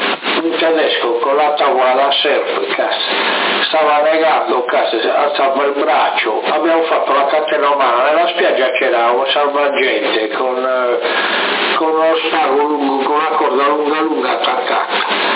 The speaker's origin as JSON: {"language": "Italian", "region": "Sardinia", "country": "Italy", "said": "siamo sardi anche noi, anche se non siamo di Alghero siamo sardi."}